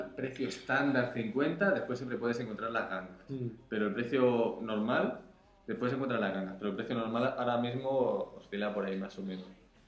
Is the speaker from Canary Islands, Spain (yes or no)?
no; Catalonia, Spain; soy así de tacán, soy catalán